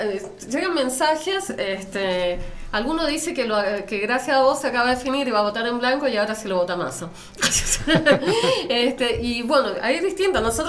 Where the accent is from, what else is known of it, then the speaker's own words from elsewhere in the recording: Chile; porque yo soy chilena